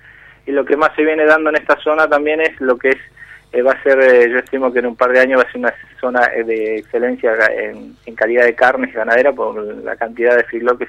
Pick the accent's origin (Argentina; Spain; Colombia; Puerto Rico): Argentina; Añelo, Neuquén; soy nacido y criado acá en Añelo, o sea, me crié en el campo, a los 6 años mi mamá me trajo a la escuela por una cuestión de escolarización.